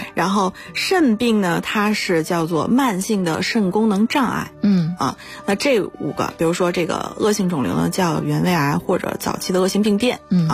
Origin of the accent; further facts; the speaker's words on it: China; 那么加一起25种基本上涵盖了我们中国人高发的 90% 以上的重大疾病。